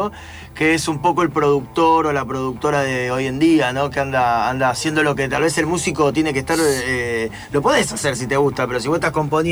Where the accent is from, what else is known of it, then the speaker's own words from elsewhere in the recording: Concepción del Uruguay, Entre Ríos, Argentina; Yo soy de Concepción del Uruguay, por eso soy de la otra costa de Entre Ríos, pero tengo parientes en Paraná.